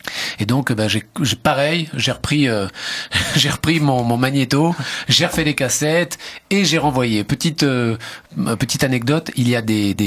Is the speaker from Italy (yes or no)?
yes; Italy; comme j'habitais, c'était à Menton, à la frontière italienne, et que donc je suis italien